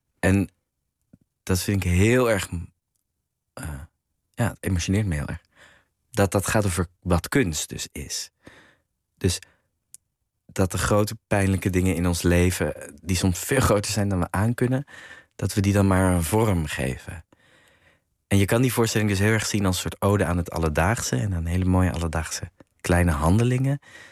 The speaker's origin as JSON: {"language": "Dutch", "town": "Amsterdam", "region": "North Holland", "country": "Netherlands", "tie": "born or raised there", "said": "Dus ik kom uit Amsterdam, maar niet zo'n grachtengordel opvoeding."}